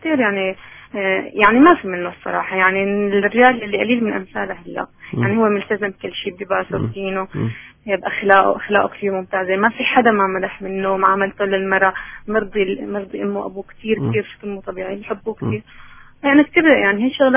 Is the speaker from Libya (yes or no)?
no; Syria; أنا من الشام.